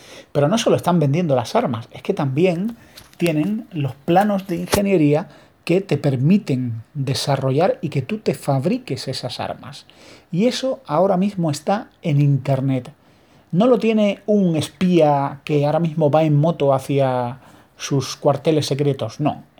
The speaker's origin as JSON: {"language": "Spanish", "country": "Spain"}